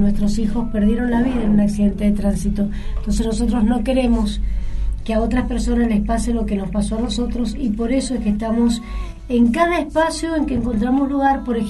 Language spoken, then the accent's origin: Spanish; Mendoza, Argentina; como mendocinos y argentinos